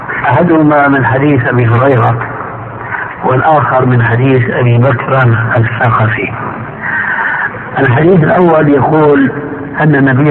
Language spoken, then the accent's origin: Arabic; Syria; وكما يقول عندنا في سوريا نحط رجلينا بماء بارد